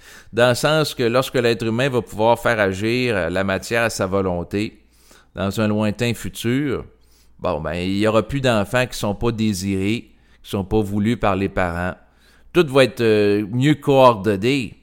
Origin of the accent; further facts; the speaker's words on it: Quebec, Canada; born there; je suis né au Québec, je suis dans un cadre culturel qui est propice à l'ouverture à l'avortement